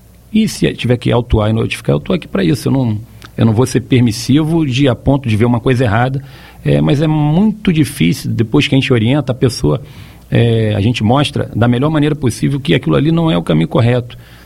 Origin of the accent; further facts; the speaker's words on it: Rio de Janeiro, Brazil; Pelo meu sotaque, todos já sabem que eu não sou de Santa Catarina.